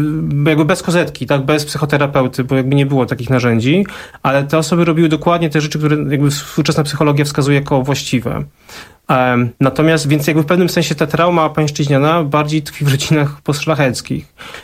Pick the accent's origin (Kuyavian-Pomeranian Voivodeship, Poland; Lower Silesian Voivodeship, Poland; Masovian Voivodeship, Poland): Kuyavian-Pomeranian Voivodeship, Poland; Bydgoszcz; wychowałem się w tej robotniczej rodzinie powileńskiej w Bydgoszczy